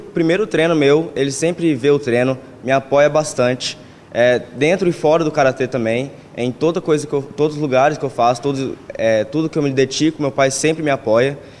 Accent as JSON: {"language": "Portuguese", "town": "Uberlândia", "region": "Minas Gerais", "country": "Brazil", "tie": "born there", "said": "ainda mais aqui na minha cidade, onde eu nasci."}